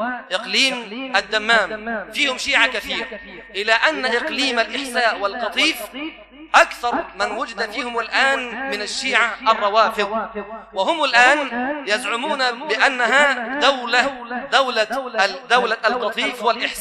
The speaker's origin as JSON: {"language": "Arabic", "country": "Egypt", "said": "بلادنا مصر الحبيبة بلاد سنية"}